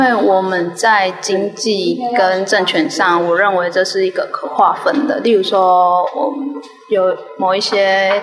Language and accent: Chinese; Taiwan; 所以我们认为我们是台湾人，所以我们跟中国是有差别的。